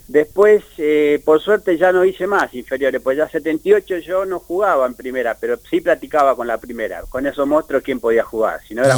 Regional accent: Claypole, Buenos Aires Province, Argentina; also born or lived in Paraguay; Del partido Almirante Brón. Uh-huh. Y nacido en el Paraguay, ¿no? Pero sí, me crié toda la vida en la Argentina. Nada más que nací allá y viví toda mi vida en la Argentina. Por ahí no se me nota tanto que soy paragua.

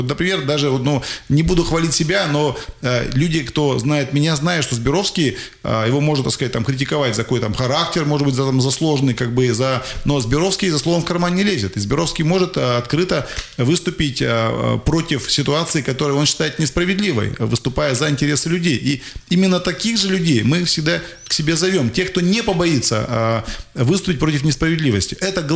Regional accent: Krasnoyarsk, Krasnoyarsk Krai, Russia; как у человека, как у коренного, так сказать, сибиряка и красноярца

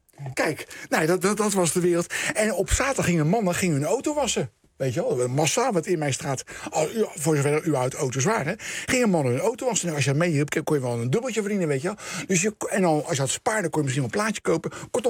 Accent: The Hague, South Holland, Netherlands; lag natuurlijk Scheveningen, Den Haag, waar ik vandaan kom.

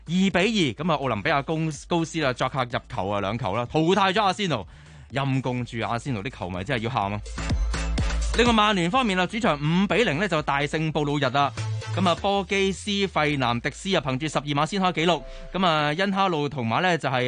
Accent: Hong Kong; 作为香港人嘅一份子

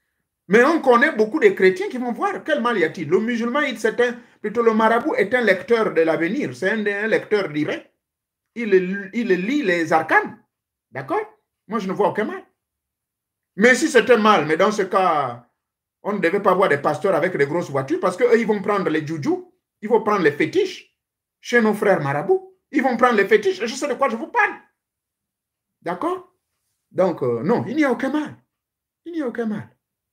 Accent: Gabon; chez moi au Gabon

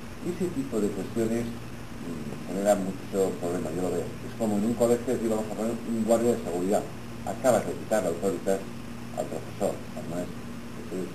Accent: Estella, Navarre, Spain; Pues yo no soy taurina, pero soy de Estella, hombre, algún encierro hemos corrido.

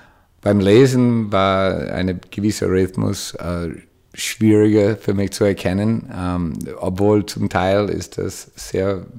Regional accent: United States; German is a second language; Als Amerikaner sehe ich das anders.

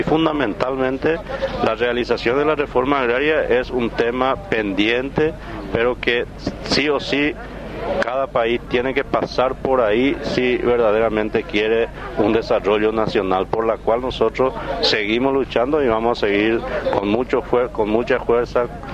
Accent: Paraguay; son políticas desarrolladas en mi país, en Paraguay, como cualquier otro país dependiente de América Latina.

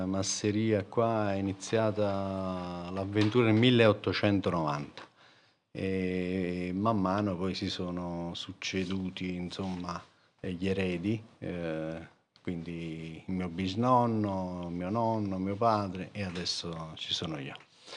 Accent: Somma Vesuviana, Campania, Italy; sono di Somma Vesuviana, quinta generazione di agricoltori.

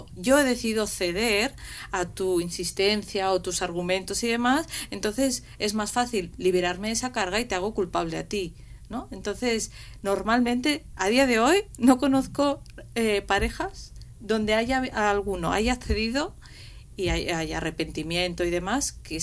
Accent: Gandia, Valencian Community, Spain; now in Madrid, Spain; Yo soy de Gandía, entonces digo, si no, aquí en Madrid ser madre soltera es imposible. Sé que me tengo que volver a Valencia.

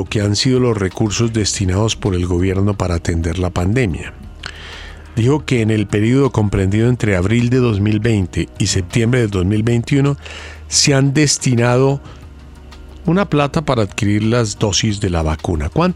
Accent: Antioquia, Colombia; Yo soy paisa.

